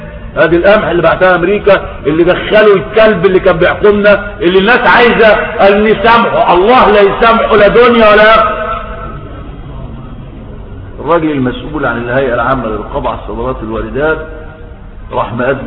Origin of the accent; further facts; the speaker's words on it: Egypt; إن راجل عندنا في مصر جوز بنته عندها 12 سنة